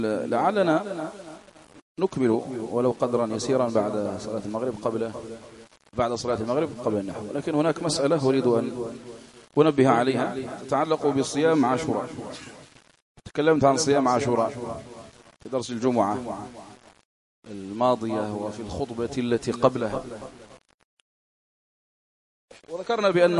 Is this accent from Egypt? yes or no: no; Algeria; التاسع عندنا في العاشر الجزائريين غدا